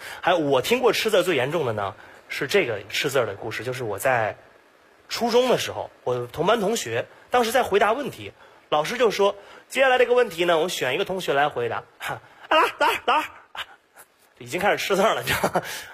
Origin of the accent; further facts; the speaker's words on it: Beijing, China; 我是一个土生土长的北京人